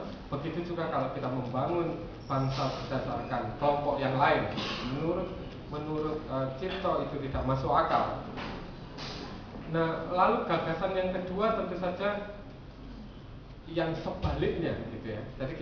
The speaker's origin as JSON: {"language": "Indonesian", "town": "Yogyakarta", "region": "Special Region of Yogyakarta", "country": "Indonesia", "said": "misalnya saya orang Jogja, gitu, tapi saya agak curiga dengan ide keistimewaan sebenarnya."}